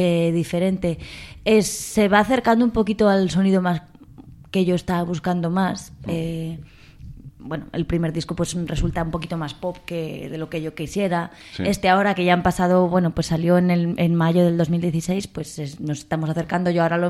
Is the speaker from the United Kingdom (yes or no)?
yes; London, United Kingdom; now in Spain; porque me crié en Londres.